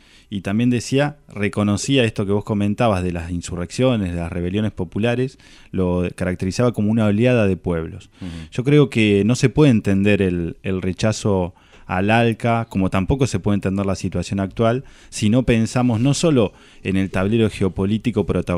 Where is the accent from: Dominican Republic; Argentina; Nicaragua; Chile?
Argentina; si nosotros como pueblo argentino, y más analizándolo en esta situación concreta, pudimos haber hecho más